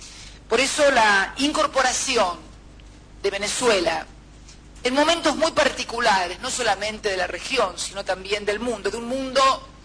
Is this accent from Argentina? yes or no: yes; Argentina; en mi país muchos decían que en realidad no nos convenía a los argentinos conformar el Mercosur